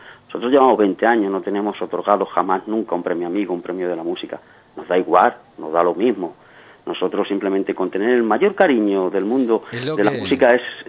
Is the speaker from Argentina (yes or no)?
no; Madrid, Community of Madrid, Spain; nosotros somos de Madrid